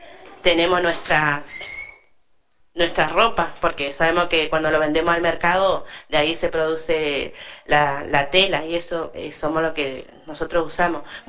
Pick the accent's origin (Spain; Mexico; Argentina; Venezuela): Argentina; Cushamen, Chubut; yo vengo de Cusamen, pero hace como 14 años estoy viviendo acá en el paraje de Mallinagado.